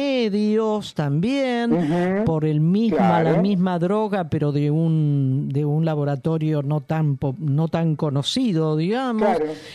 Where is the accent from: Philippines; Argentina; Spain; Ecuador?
Argentina; El consumidor promedio es el argentino. Somos los argentinos.